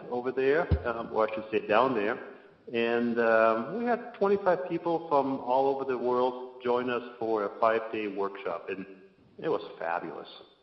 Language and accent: English; Germany; English is a second language; moved away as an adult; now in Helena, United States; And I lived here in Montana for about 25 years. I'm originally from Germany. And lived there for about 20-25 years.